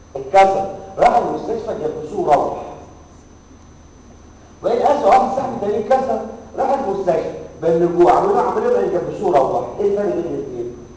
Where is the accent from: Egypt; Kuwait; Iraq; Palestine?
Egypt; لكن احنا عندنا في مصر ما زال الجبس